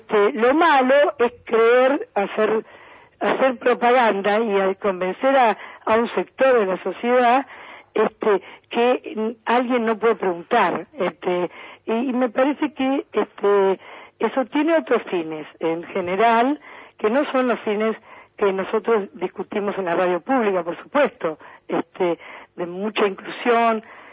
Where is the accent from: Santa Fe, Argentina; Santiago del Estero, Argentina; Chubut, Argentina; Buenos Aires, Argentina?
Buenos Aires, Argentina; Boedo; born there; yo nací en Buedo, y así que así son las cosas en nuestro, en nuestra querida ciudad.